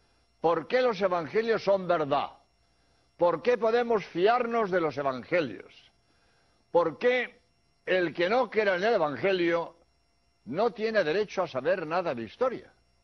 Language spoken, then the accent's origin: Spanish; Spain; español y he venido a Birmingham a grabar 13 espacios